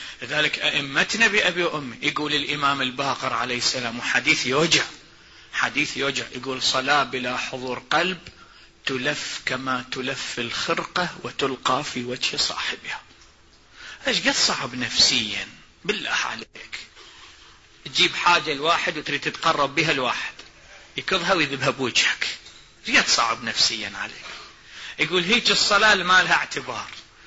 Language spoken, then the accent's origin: Arabic; Iraq; والله مثل عندنا بالعراق يقول